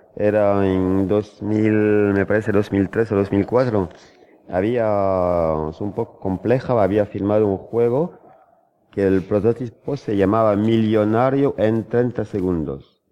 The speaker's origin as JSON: {"language": "Spanish", "town": "A Coruña", "region": "Galicia", "country": "Spain", "said": "voy de vacaciones a Coruña, de donde soy originario"}